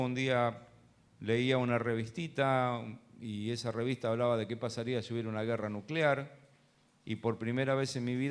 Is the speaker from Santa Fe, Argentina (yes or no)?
no; Luján, Buenos Aires Province, Argentina; born there; Yo nací en la ciudad de Luján. Y como se imaginan, naciendo en Luján, tenía un contexto católico, mi familia